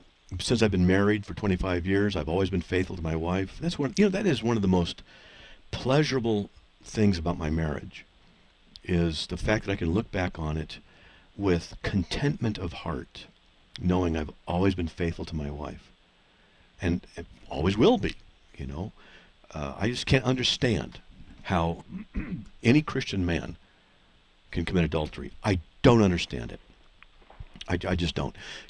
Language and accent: English; California, United States; moved away; What do I know? I'm from Southern California. Moved here 8 years ago.